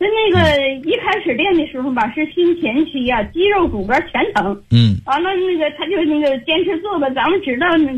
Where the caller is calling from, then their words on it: Beijing, China; 我是北京的学员，我今年72岁了